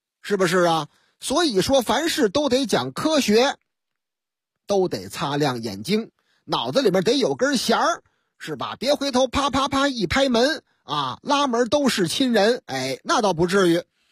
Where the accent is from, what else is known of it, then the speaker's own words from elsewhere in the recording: Beijing, China; 我老家北京丰台区丰城园附近。丰城园啊，我挨那儿住过